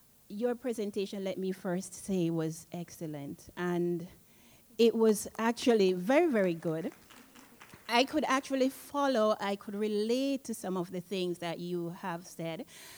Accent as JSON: {"language": "English", "country": "Jamaica", "said": "I am from Jamaica."}